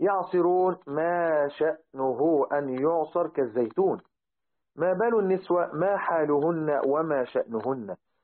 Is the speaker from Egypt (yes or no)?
yes; Egypt; لذلك احنا عندنا في مصر يعني حاجة البنت في الزواج أو الرجل بنطلق عليها الجهاز